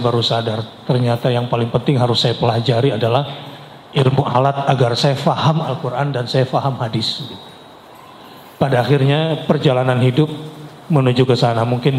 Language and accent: Indonesian; Jakarta, Indonesia; born there; Lahir di Jakarta 48 tahun yang lalu.